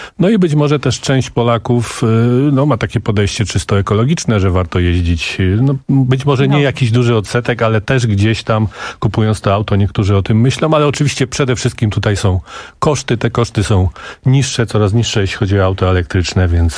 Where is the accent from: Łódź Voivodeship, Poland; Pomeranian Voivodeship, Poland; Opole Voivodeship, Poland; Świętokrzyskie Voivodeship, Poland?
Świętokrzyskie Voivodeship, Poland; Kielce; jestem z Kielc, ze Świętokrzyskiego